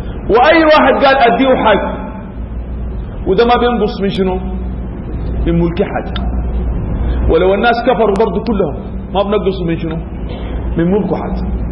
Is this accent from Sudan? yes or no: yes; Sudan; يعني شنو عندنا في السودان بيقولوا على أطرس؟